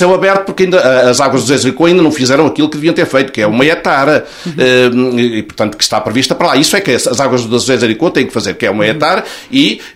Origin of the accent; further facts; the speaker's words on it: Oliveira do Hospital, Coimbra, Portugal; Nós quando estamos em Coimbra ou em Lisboa muitas vezes não dizemos que somos das Caldas de São Paulo ou somos do Seixo da Beira, não, somos da Oliveira do Hospital.